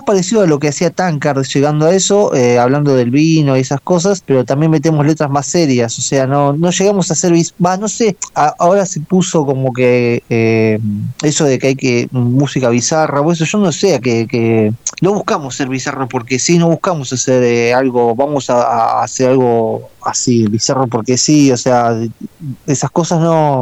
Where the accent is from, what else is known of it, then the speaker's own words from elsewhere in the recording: Buenos Aires Province, Argentina; Somos todos de Buenos Aires, hay dos que son de Capital Federal, nosotros tres somos de provincia de Buenos Aires